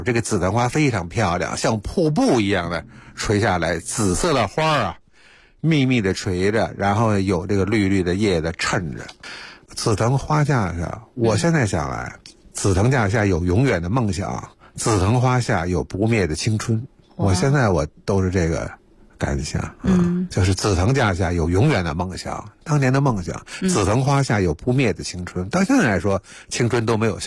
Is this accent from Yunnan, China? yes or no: no; Beijing, China; 所以北海对我们北京人来说，那就更熟悉了嘛